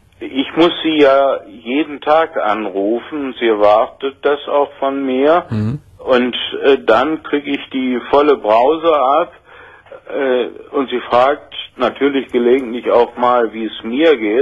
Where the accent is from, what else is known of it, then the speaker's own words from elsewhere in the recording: Berlin, Germany; born there; ich bin in Berlin geboren, wo ich die längste Zeit inhaftiert war. Also ich sag mal, da habe ich die längste Zeit gewohnt, noch vor dem Bau der Mauer.